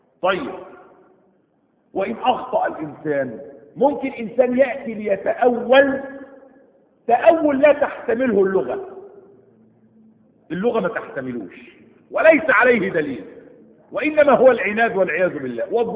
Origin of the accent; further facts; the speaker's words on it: Egypt; هنا في بلادنا مصر